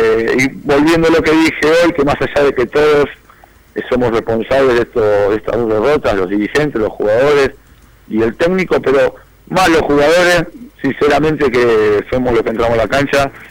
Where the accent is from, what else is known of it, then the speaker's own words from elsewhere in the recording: La Plata, Buenos Aires Province, Argentina; yo, ustedes como sabrán, soy de La Plata y viajo temprano para el entrenamiento